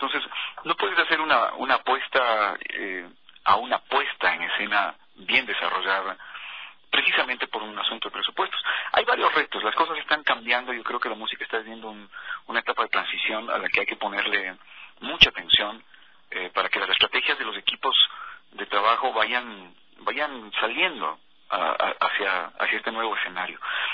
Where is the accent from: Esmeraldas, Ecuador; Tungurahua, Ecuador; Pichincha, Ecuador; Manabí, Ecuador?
Tungurahua, Ecuador; Ambato; Yo aparecí haciendo radio en mi ciudad natal, yo soy ambateño, desde los 14 años hago radio.